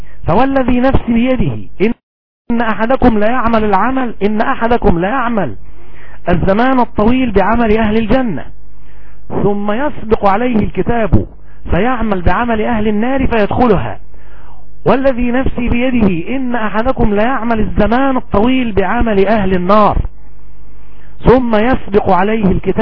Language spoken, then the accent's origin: Arabic; Egypt; ونأكل مثلا الطعام المسمى عندنا في مصر بالأرز.